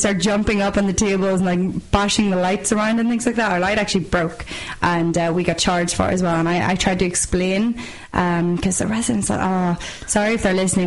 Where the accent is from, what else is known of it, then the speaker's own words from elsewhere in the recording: Belfast, Northern Ireland, United Kingdom; I'm from Belfast, and northerners tend to stay up north or else they go to England, so very few actually come down to Dublin.